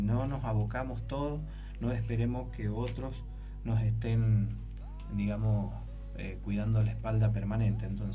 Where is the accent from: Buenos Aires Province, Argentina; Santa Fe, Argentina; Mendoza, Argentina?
Mendoza, Argentina; Guaymallén; Nosotros somos de Guaymallén, así que empezamos también por Guaymallén.